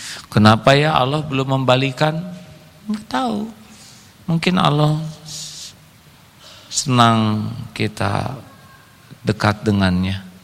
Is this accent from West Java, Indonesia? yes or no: yes; West Java, Indonesia; saya orang Sunda tapi dulu kurang bagus nilainya